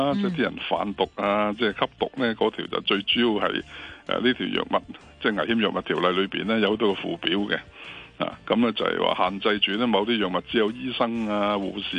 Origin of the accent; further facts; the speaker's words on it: Hong Kong; 作为香港人